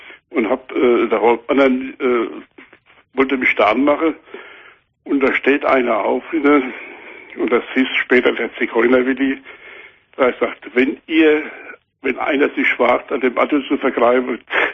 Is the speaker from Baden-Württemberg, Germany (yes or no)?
no; Aschaffenburg, Bavaria, Germany; Ich komme aus Aschaffenburg oben